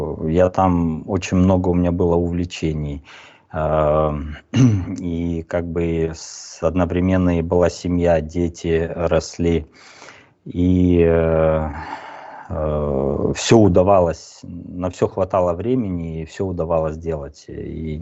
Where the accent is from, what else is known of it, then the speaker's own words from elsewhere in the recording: Kazakhstan; born there; я родился в Казахстане, я очень с тюркоязычными народами близок тоже, я понимаю их.